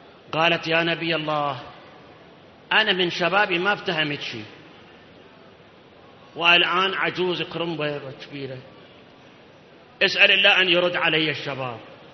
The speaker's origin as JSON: {"language": "Arabic", "country": "Iraq", "said": "أكو مثل عندنا بالعراق"}